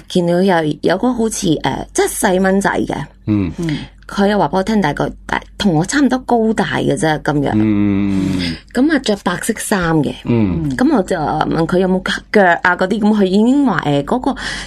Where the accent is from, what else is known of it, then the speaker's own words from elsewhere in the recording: China; 我是中国人。